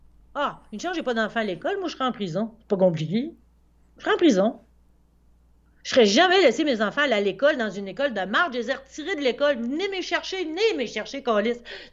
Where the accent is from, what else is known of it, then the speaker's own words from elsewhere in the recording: Quebec, Canada; je suis québécois.